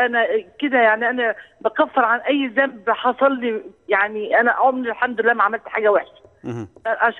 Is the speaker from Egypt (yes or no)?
yes; Egypt; انا من مصر. انا عندي 60 سنة.